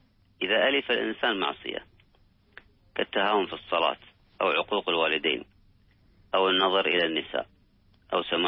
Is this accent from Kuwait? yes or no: yes; Kuwait; ذهب يزور أبا لأحد الأصدقاء في إحدى المستشفيات عندنا بالكويت